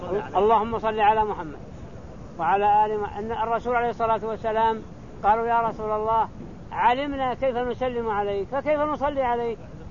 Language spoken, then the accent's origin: Arabic; Saudi Arabia; ما احد الفتوى عندنا في السعوديه على خلاف هذا